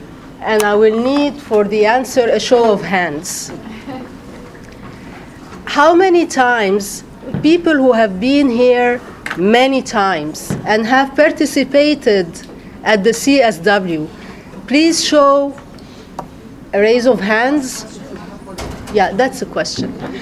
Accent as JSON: {"language": "English", "country": "Egypt", "said": "I am from Soula, from Egypt."}